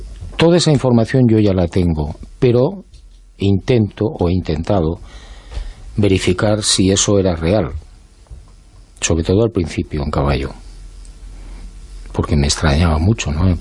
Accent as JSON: {"language": "Spanish", "town": "Pamplona", "region": "Navarre", "country": "Spain", "also_born_or_lived": "Bilbao", "said": "Yo soy de Pamplona."}